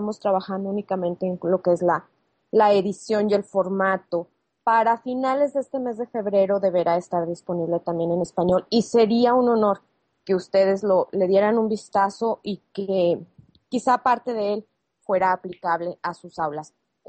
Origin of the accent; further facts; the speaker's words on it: Mexico; creo que soy la única mexicana en la sala, pero en México tenemos ese dicho de sí se puede.